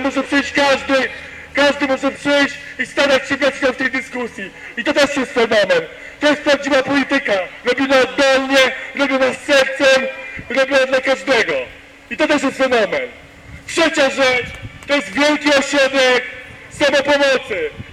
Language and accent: Polish; Warsaw, Masovian Voivodeship, Poland; jako warszawiak, jako mieszkaniec większego miasta niż